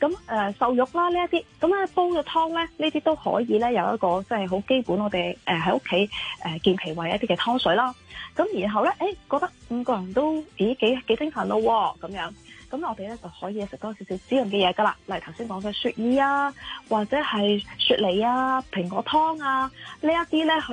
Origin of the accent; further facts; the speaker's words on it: China; 我哋中国人咧成日讲一句说话叫做日出而作，日入而息噶嘛